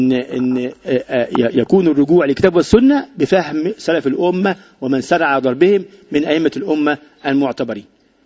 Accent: Egypt; وعندنا في مصر إنه بنطبق الليبرالية القومية الموجودة دلوقتي

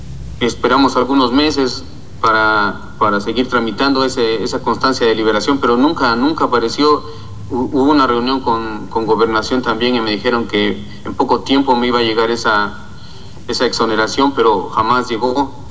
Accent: Oaxaca, Mexico; Nos da coraje todavía que nuestros hijos no puedan disfrutar de nuestro estado, de nuestra gente, de nuestra vida como oaxaqueños.

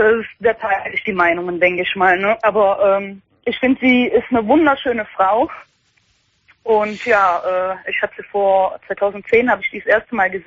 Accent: Belgium; Nee, das ist eine Deutsche, aber ich bin Belgierin.

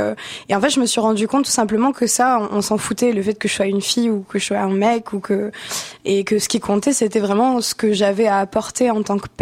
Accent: France; now in Canada; parce que moi, je suis française et en France, j'ai l'impression que les médias ne roulent que comme ça.

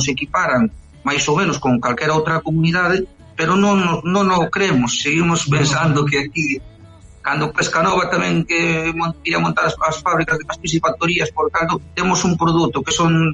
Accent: Fisterra, Galicia, Spain; Xa se falaba anos tamén en Fisterra, que son de Fisterra, de facer ali un cementerio nuclear

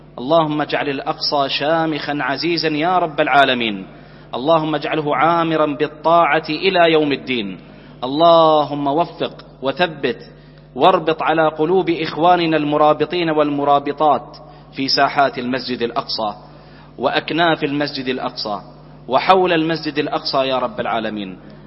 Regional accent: Bahrain; اللهم احفظ بلدنا البحرين

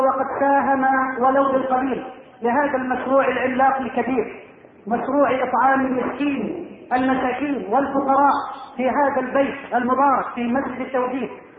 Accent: Egypt; اللهم اجعل بلدنا مصر واحة للامن والامان

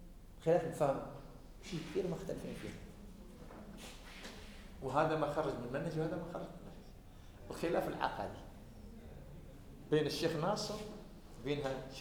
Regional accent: Algeria; احنا عندنا في الجزائر

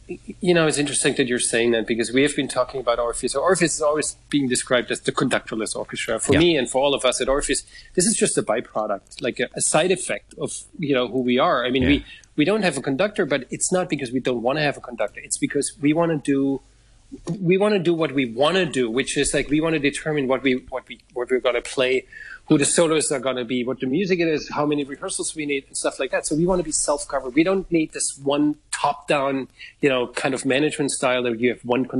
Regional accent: Germany; moved away; I'm from Germany originally.

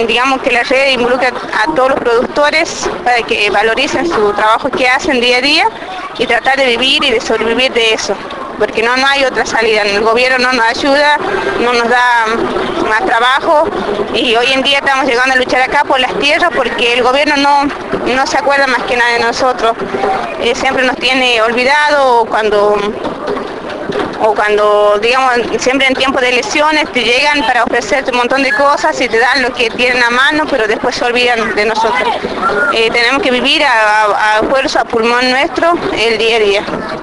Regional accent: Tilcara, Jujuy, Argentina; soy de Tilcara, departamento de Tilcara, la provincia de Jujuy.

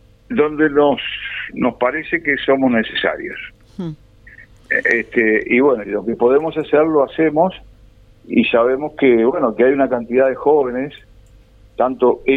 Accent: Canelones, Uruguay; Sí, soy un canario sembrador

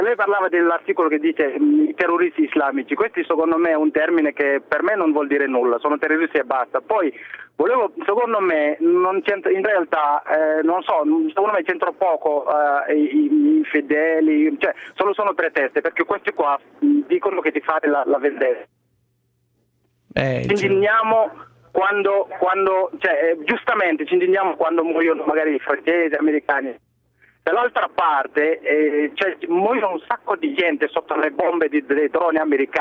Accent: Senegal; now in Bologna, Italy; Io sono musulmano ma non sono arabo, sono del Senegal.

